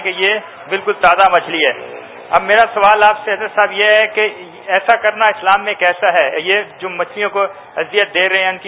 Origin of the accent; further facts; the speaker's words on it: Karachi, Sindh, Pakistan; میں کراچی سے آیا ہوں یہاں پہ تازہ مچھلی لینے،